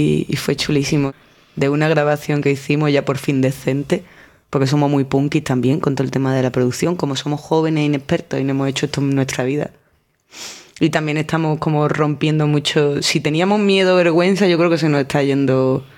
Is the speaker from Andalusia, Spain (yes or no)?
yes; Seville, Andalusia, Spain; yo soy de Sevilla